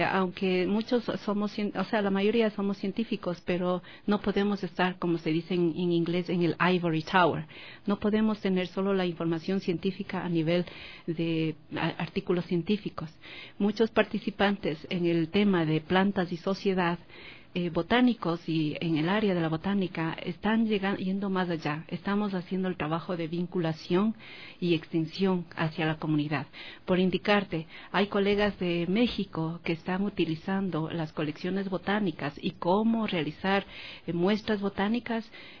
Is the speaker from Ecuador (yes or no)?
yes; Ecuador; ha sido un reto muy grande para mí como ecuatoriana